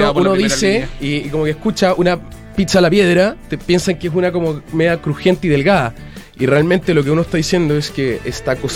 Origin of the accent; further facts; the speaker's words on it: Viña del Mar, Valparaíso, Chile; yo soy de Viña, me encantaría tener una pizzería a leña